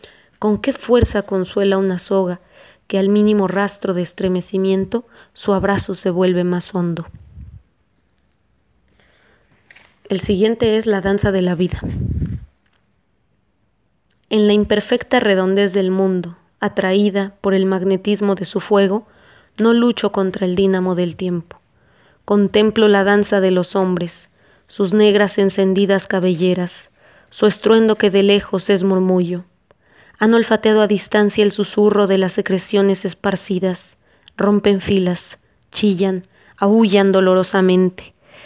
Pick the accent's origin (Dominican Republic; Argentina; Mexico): Mexico; Mexico City; vengo del Distrito Federal, que ahora conocen como Ciudad de México. Me crié en una colonia muy chiquita, muy breve, que llaman El Rodeo.